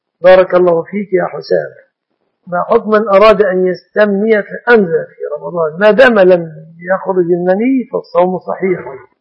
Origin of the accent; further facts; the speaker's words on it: Egypt; أسأل الله سبحانه وتعالى أن يحفظ بلادنا مصر وسائر بلاد المسلمين من كل مكروه ومن كل سوء